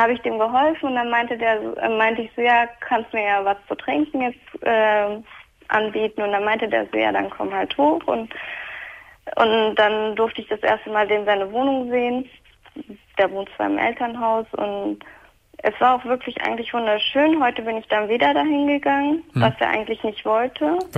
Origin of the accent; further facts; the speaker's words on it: Turkey; Ich bin Türkin